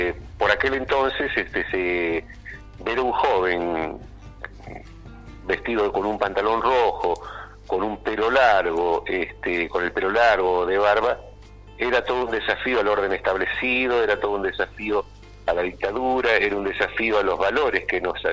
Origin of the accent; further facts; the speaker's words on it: Quimilí, Santiago del Estero, Argentina; en pleno monte santiagueño, en mi pueblo, allá en Quimilí